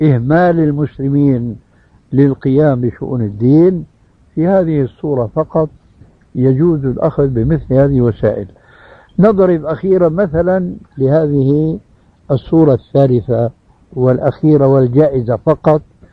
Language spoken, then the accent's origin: Arabic; Syria; كما يقول العام عندنا في سوريا